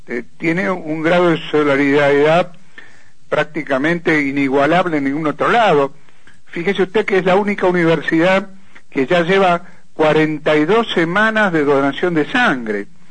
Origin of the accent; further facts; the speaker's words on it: La Plata, Buenos Aires Province, Argentina; Yo, que soy de La Plata, una persona de bastante tiempo, nunca vi una cosa igual.